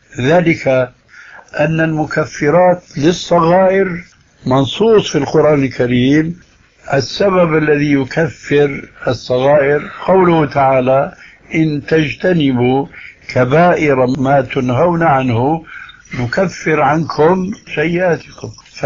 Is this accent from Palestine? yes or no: no; Syria; وكما يقول عندنا في سوريا نحط رجلنا بقى ماء باردة